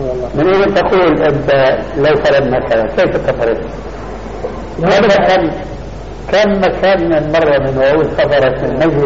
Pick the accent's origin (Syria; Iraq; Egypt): Syria; كما يقول العامة عندنا في الشام